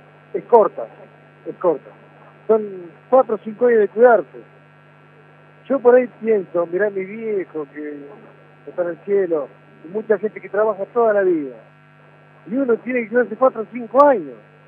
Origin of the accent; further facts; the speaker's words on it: Santa Fe, Argentina; yo soy de Santa Rosa Lima, Santa Fe, un barrio muy humilde. y nací, soy de ahí